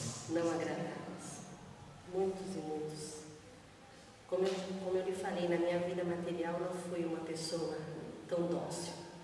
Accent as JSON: {"language": "Portuguese", "country": "Brazil", "tie": "born or raised there", "also_born_or_lived": "Spain", "said": "Sim, minha família veio da Espanha, mas eu vim bebê. Nasci na Espanha, mas vim um bebê."}